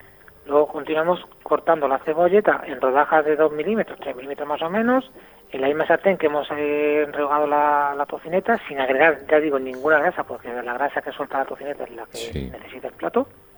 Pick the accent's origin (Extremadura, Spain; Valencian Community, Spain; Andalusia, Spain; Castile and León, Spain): Extremadura, Spain; Como se suele decir por mi tierra, por Extremadura, el cerdo hasta los andares